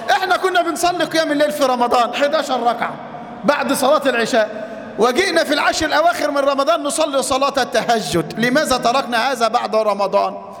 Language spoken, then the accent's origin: Arabic; Mansoura, Dakahlia, Egypt; قصة لامرأة عندنا في المنصورة